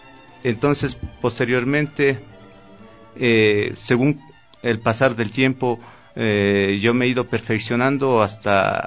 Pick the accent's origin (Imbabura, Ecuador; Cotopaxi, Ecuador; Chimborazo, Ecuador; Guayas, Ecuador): Cotopaxi, Ecuador; Pujilí; artista orgullosamente pujilense. Vengo desde el Canto Pujilí, que es considerado como un referente de la producción alfarera del Ecuador.